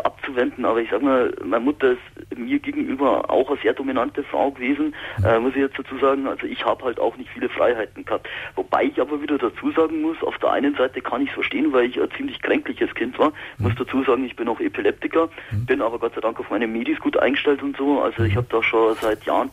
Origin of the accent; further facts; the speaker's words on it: Ingolstadt, Bavaria, Germany; Also ich bin aus Ingolstadt und fahre dann mit dem Zug nach München zum Arbeiten.